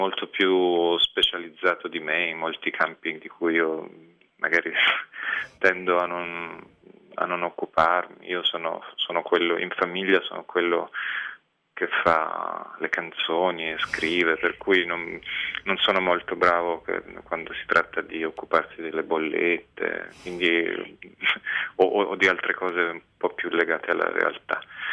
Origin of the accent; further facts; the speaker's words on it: Montepulciano, Tuscany, Italy; sono nato a Montepulciano e ho vissuto in una frazione di Montepulciano che si chiama Badia di Montepulciano ed è stata un'infanzia felice, abitavo in questo piccolo paese